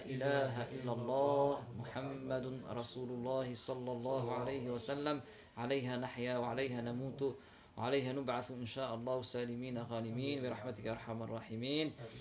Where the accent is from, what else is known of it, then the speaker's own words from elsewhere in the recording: Tunisia; نحن عندنا في تونس خاصه